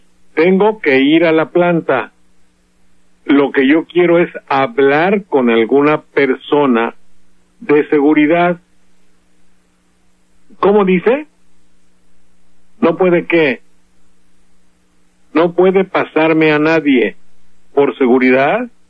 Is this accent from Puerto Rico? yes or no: no; Veracruz, Mexico; Lo siento porque es mi tierra.